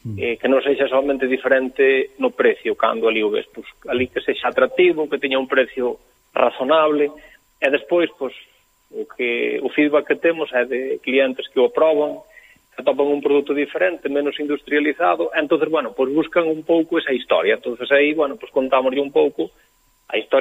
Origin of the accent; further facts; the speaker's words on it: Galicia, Spain; nós somos moi galegos tamén, porque somos do rural galego, non?